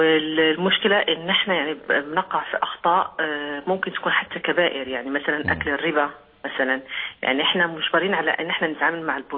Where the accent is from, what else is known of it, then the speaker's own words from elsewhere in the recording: Morocco; أنا أصلي من المغرب.